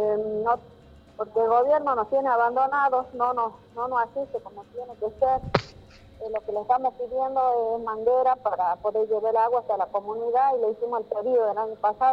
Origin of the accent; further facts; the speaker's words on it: Tartagal, Salta, Argentina; Soy del departamento San Martín, Tartagal.